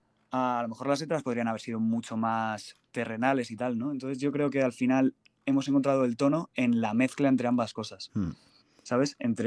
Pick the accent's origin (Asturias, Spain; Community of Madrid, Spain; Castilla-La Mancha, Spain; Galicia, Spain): Community of Madrid, Spain; Madrid; yo de Campamento. Entonces los dos estudios, uno está en Campamento y el otro en Alto de Extremadura. Aquí en Madrid.